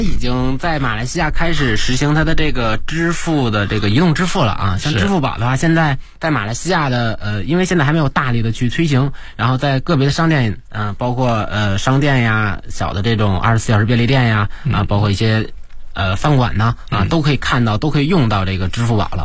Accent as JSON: {"language": "Chinese", "country": "China", "said": "然后他知道我是中国人之后，然后他用中文跟我交流。"}